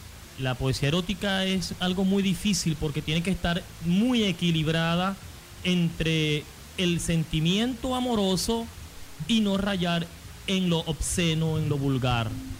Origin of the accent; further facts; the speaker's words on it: Carora, Lara, Venezuela; also born or lived in Maracaibo / Mérida / Caracas; yo nací en Maracaibo, y cuando nací me llevaron para Carora, y allí estuve mucho tiempo, y luego me fui para Mérida.